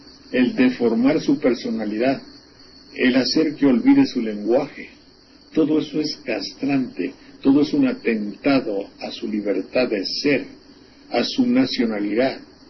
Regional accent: Xalapa, Veracruz, Mexico; en mi pueblo, en Jalapa, me dijeron, concursa

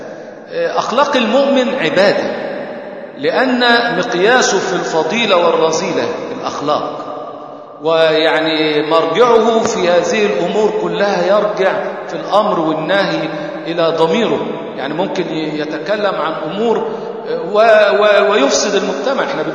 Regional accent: Egypt; بيحبوا يختموا القرآن زي عندنا في مصر ليلة 27

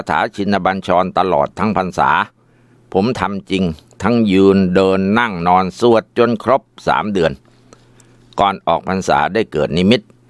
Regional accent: Ubon Ratchathani, Thailand; ผมเป็นคนจังหวัดอุบลราชธานี

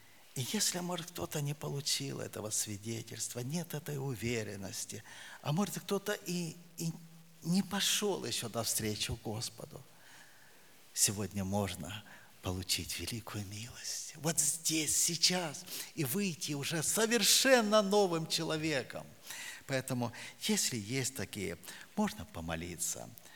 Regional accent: Siberia, Russia; Я говорю: да, Сибири.

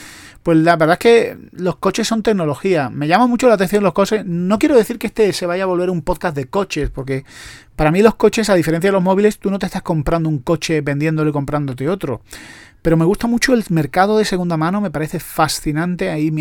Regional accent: Spain; Que luego los españoles son muy mentirosos. Iba a decir somos, yo intento no serlo.

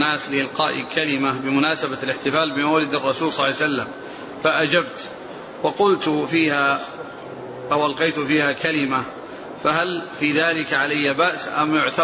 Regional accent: Libya; أنا من ليبيا، وقد حدد الناس يوم الأربعاء أو الخميس للخروج للمظاهرات في الشوارع

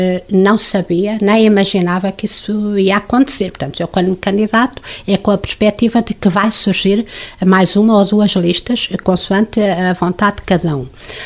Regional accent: Coimbra, Centro, Portugal; now in Lagares, Portugal; Aliás, eu já sou mais de Lagares do que de Coimbra, que é a minha terra natal.

